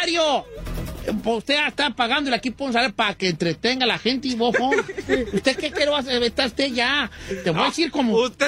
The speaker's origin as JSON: {"language": "Spanish", "country": "Mexico", "said": "¿cuántos somos mexicanos aquí?"}